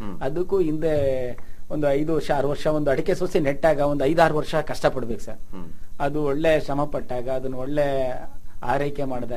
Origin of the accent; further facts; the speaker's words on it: Mallapura, Karnataka, India; also born or lived in Chiluru; ನಾನು ಹುಟ್ಟಿ ಬೆಳೆದಿದ್ದು ಹೊನ್ನಾಳಿ ತಾಲೂಕು ಚೀಲೂರಲ್ಲಿ ಹುಟ್ಟಿದ್ದು ಸರ್. ನಾನು ಬೆಳೆದಿದ್ದೆಲ್ಲ ಮಲ್ಲಾಪುರದಲ್ಲಿ.